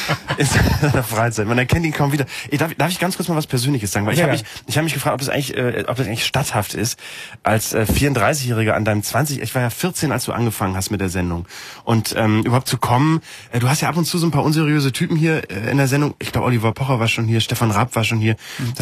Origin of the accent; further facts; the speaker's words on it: Bremen, Germany; in Bremen, wo ich herkomme.